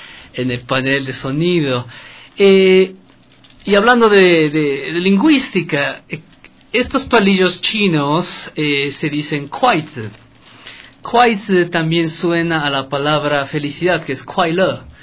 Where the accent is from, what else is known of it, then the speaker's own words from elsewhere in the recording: Ecuador; yo soy cholito, cuando salgo de Ecuador siempre les digo a la gente que soy ecuatoriano, pero con esta cara no me creen